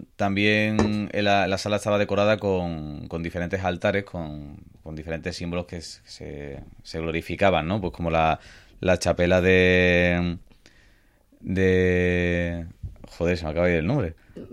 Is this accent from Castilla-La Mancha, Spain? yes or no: no; Seville, Andalusia, Spain; Yo, como sevillano que soy, no sé si os habéis dado cuenta.